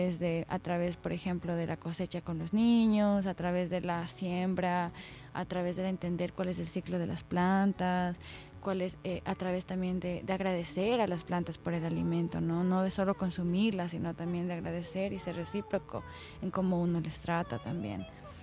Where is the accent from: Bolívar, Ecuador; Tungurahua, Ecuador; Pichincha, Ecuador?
Pichincha, Ecuador; Quito; Y yo misma me he olvidado muchas veces creciendo en Quito.